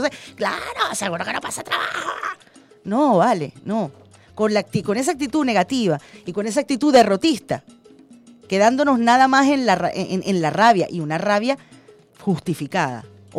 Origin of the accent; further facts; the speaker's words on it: Venezuela; vamos a unirnos como venezolanos y como venezolanas.